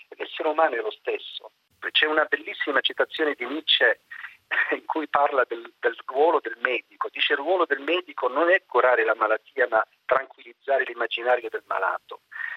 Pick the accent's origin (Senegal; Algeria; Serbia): Algeria; Italian is a second language; Adesso parlo da algerino.